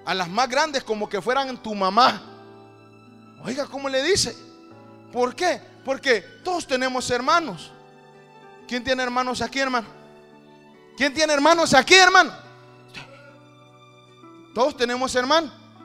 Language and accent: Spanish; Mexico; le hablo de México, porque la mayoría somos mexicanos